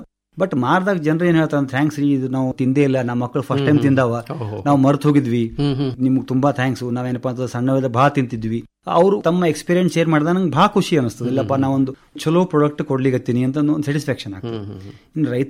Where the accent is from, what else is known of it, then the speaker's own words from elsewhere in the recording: Tengli, Karnataka, India; ಮೂಲತಃ ಟೆಂಗ್ಳಿ ಗ್ರಾಮದವನು.